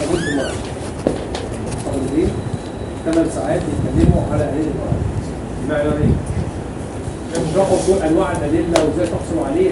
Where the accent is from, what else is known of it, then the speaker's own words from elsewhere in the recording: Egypt; لا هي ايوه في عندنا في مصر الاخوه الزملاء في الجهاز